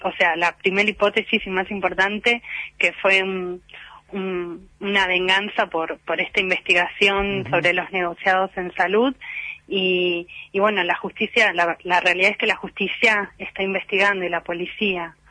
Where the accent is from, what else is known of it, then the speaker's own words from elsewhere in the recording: Malvinas Argentinas, Buenos Aires Province, Argentina; born there; Y acá en Malvinas, yo nací en Malvinas, conozco a mucha gente.